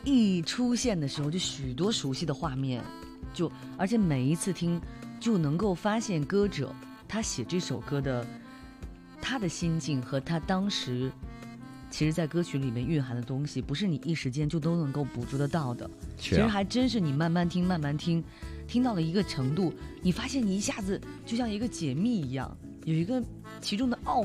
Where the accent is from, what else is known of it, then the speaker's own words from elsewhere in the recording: China; 我们中国人常说来都来了